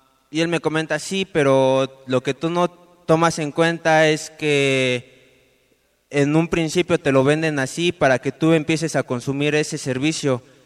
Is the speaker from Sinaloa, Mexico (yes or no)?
no; State of Mexico, Mexico; Dije, bueno, soy del Estado de México, conecta al DF, estudio en el DF